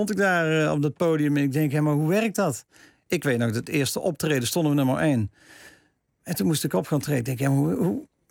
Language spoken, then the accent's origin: Dutch; Tilburg, North Brabant, Netherlands; born there; also born or lived in Hilvarenbeek; En ik ben geboren in Tilburg en ging naar Hilvarenbeek.